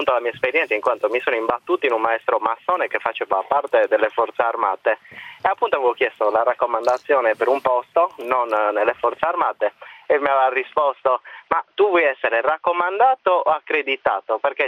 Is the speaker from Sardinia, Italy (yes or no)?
yes; Cagliari, Sardinia, Italy; Anticipo subito che io sono di Cagliari